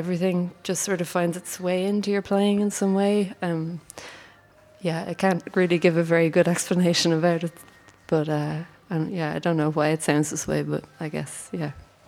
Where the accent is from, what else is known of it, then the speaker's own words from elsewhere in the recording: Ireland; my background, like, I'm from Ireland, and I come from a classical music background